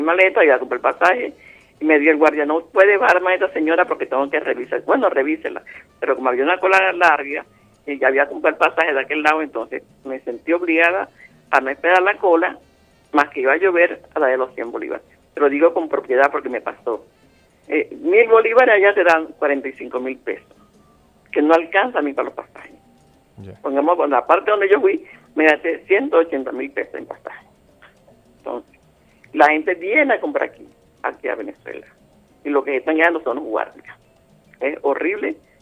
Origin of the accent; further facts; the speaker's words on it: Colombia; aquí tiene mi cédula colombiana, aquí tiene el papel que me dieron en el SAIME, del pasaporte, para ver dónde soy yo de Colombia.